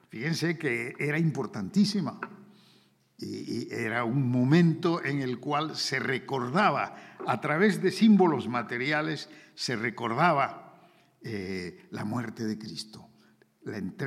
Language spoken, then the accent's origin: Spanish; Peru; Yo en el Perú, en mi tierra, hay en la selva como unas 30 comunidades que tienen lenguas